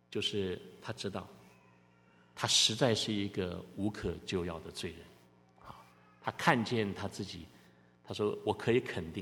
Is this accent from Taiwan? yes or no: yes; Taiwan; moved away; 我是从台湾来的，你们也许不知道，有些人不知道我是从台湾来的。在台湾拜偶像的人特别的多